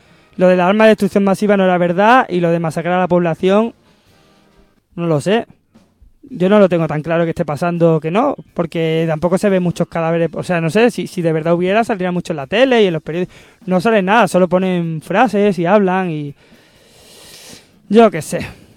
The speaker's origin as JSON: {"language": "Spanish", "region": "Andalusia", "country": "Spain", "said": "Por supuesto, soy andaluz."}